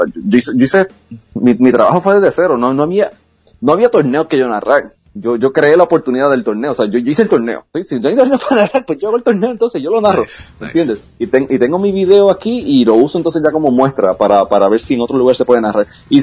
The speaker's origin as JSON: {"language": "Spanish", "country": "Puerto Rico", "said": "Yo soy de Puerto Rico, yo estaba allí, estaba dando cara."}